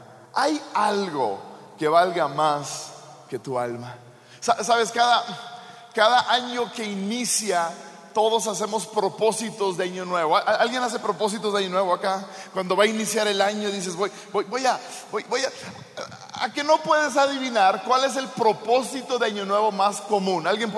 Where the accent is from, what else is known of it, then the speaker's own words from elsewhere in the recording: Sonora, Mexico; Y yo crecí en México. A mí me corre machaca por las venas, ¿verdad? Yo soy sonorense y mi esposa es de Sonora.